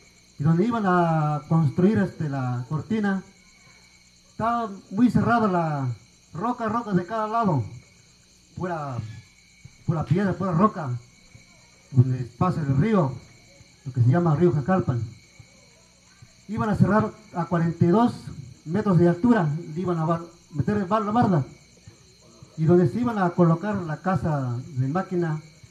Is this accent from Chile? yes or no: no; Puebla, Mexico; También les voy a compartir a lo que estaba sucediendo allá en mi pueblo, como de Puebla.